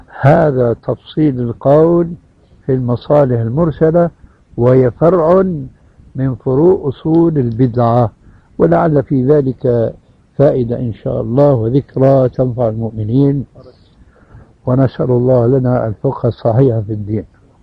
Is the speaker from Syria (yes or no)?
yes; Syria; كما يقول العام عندنا في سوريا